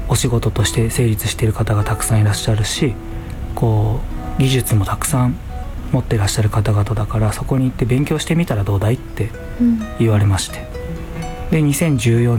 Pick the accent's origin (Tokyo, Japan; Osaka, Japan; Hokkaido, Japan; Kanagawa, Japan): Tokyo, Japan; 僕はもともと東京生まれ東京育ちで、